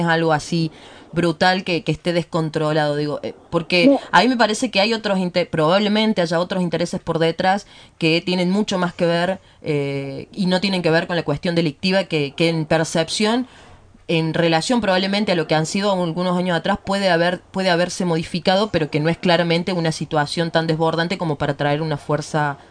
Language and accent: Spanish; Córdoba, Argentina; yo salgo a caminar a la noche por mi pueblo, yo soy de una de las ciudades de Sierras Chicas